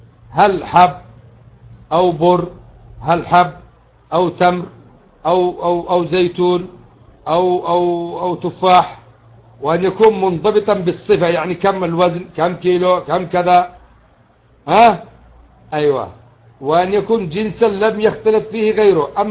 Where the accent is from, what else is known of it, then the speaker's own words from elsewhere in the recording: Yemen; موسم الزرع الآن عندنا في اليمن مثلا،